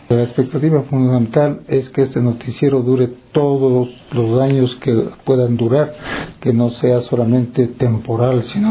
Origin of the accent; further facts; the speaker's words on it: Ecuador; porque los principales gestores de la cultura nacional somos todos los ecuatorianos